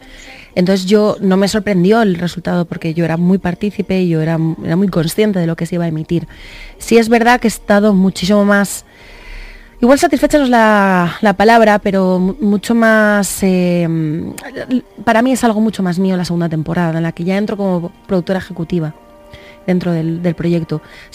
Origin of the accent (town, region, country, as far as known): Valencia, Valencian Community, Spain; now in Madrid, Spain